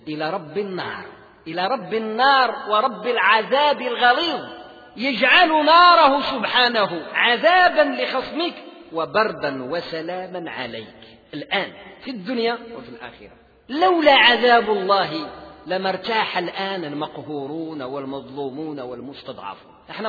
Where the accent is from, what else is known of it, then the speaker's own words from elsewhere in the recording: Morocco; بحال احنا عندنا في المغرب، وحدة غربية وحدة شرقية.